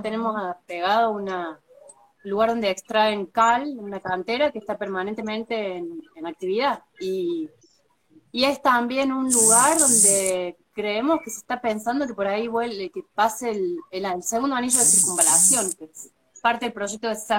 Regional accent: Saldán, Córdoba, Argentina; soy de acá de Saldán, del inicio del corredor de las Sierras Chicas.

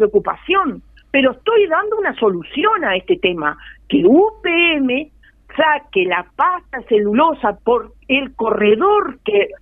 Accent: Uruguay; porque nosotros como uruguayos

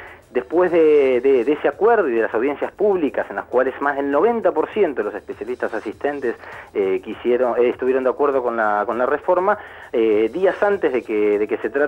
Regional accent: Argentina; nosotros como argentinos

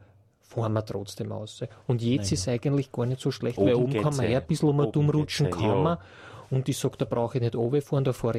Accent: Vienna, Austria; Wir sind auch aus Wien, ja.

